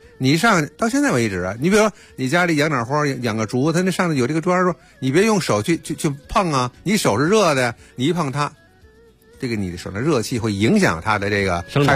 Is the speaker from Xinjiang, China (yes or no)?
no; Beijing, China; 但是我是北京人嘛，我在北京感受就更多一些